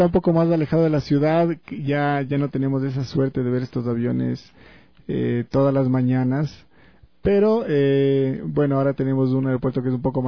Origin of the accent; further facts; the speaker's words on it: Quito, Pichincha, Ecuador; yo soy aquí de Quito. He vivido toda mi vida aquí.